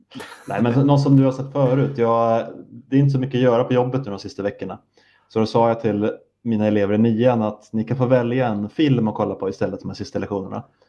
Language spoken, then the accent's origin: Swedish; Sweden; jag tror inte jag säger det här bara för att jag är svensk